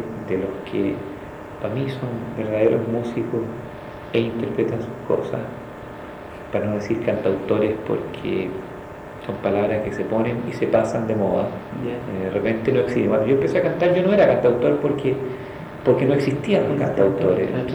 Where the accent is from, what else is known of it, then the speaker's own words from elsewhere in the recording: Chile; esas típicas timideces que tiene uno como chileno